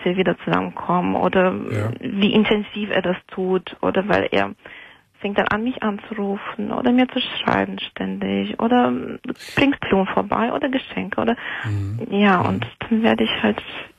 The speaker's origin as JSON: {"language": "German", "country": "Moldova", "lives_now": "Germany", "said": "Ich bin alleine hier in Deutschland, also ich komme ursprünglich aus Moldawien und meine Eltern, Familie und alles, die wohnen dort."}